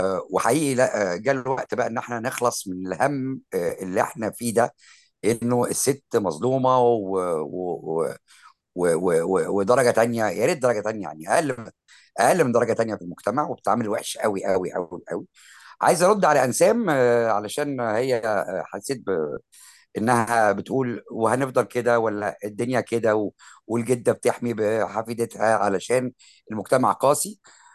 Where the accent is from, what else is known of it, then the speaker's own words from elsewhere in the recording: Alexandria, Alexandria Governorate, Egypt; انا اسكندراني وتداوي من البحيره جنبنا، وفعلا لغتنا هي دي اللغه اللي احنا بنعرف نتكلم بيها